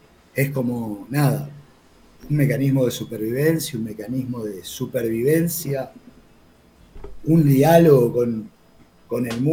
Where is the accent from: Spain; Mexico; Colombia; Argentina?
Argentina; La Plata, Buenos Aires Province; mi lugar de nacimiento, con mi origen, que fue acá a La Plata, unos meses antes de la dictadura, del 76. Me crié acá, bueno, al principio mi infancia fue un poco la dictadura, fue tipo un exilio interno que se tomaron mis viejos.